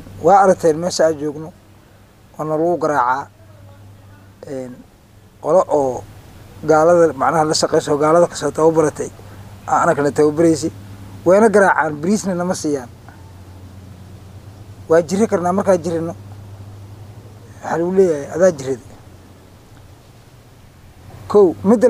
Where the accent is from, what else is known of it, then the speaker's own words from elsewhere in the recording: Jamaame, Lower Juba, Somalia; born there; ku dhashay degmada Jamaame. Waxaan ka imid hadda aan kasoo galay degmada Baar Dheere.